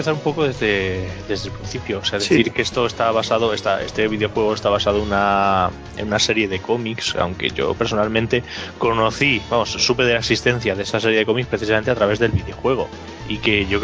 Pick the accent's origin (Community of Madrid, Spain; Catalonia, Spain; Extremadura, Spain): Extremadura, Spain; Plasencia; yo que soy de Plasencia, en Cáceres